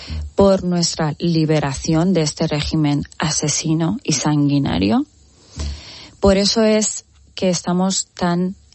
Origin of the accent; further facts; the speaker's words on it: Spain; estoy muy enfadada como ciudadana española